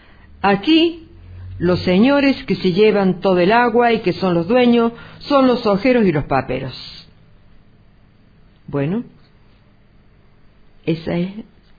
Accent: Tilquicho, Córdoba, Argentina; born there; pronto voy a cumplir 80 años, y aunque a ustedes les parezca mentira, yo nací en Tilquicho en el año 32

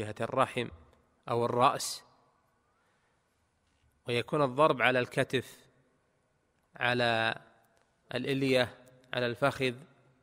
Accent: Saudi Arabia; في بلدنا المملكة العربية السعودية

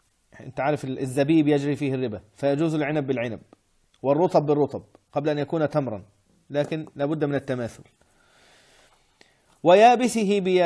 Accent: Egypt; الزلابية اللي هي معروفة عندنا في مصر بزلابية، ومعروفة عندنا بلقمة القاضي، ومعروفة هنا بلقيمات

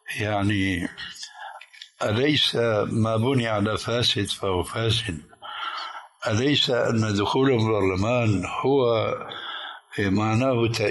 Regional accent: Syria; وصل الأمر عندنا في سوريا

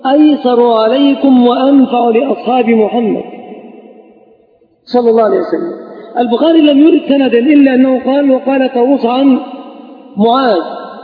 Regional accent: Egypt; أما البتاع ده مش موجود إلا عندنا كمصريين فقط

